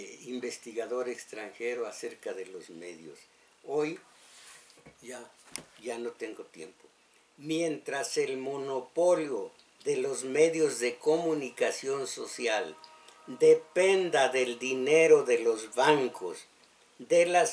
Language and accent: Spanish; Mexico; esos somos los mexicanos, el pueblo inocente